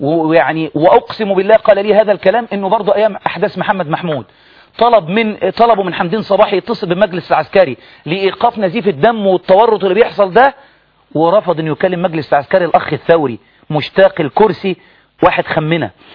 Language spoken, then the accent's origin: Arabic; Egypt; إحنا بقى كمصريين نعمل إيه عشان بلدنا؟ نسيبها تضيع؟